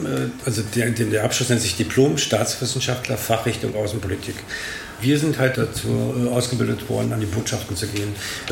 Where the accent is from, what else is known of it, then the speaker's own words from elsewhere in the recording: Berlin, Germany; also born or lived in North Korea / Moscow, Russia; Einen Tag nach Nikolaus, am 7. Dezember 1958. Und in Berlin aufgewachsen und als Kindergartenkind nach Nordkorea gekommen. Dann in Moskau, in der Sowjetunion noch eingeschult worden. Dann in Berlin wieder in die Schule gekommen